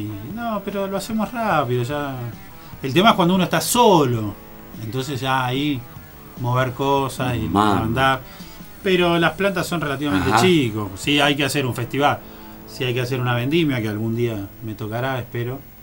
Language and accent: Spanish; Buenos Aires, Argentina; accent: porteño; now in Mendoza, Argentina; Soy bonaerense, soy de ahí.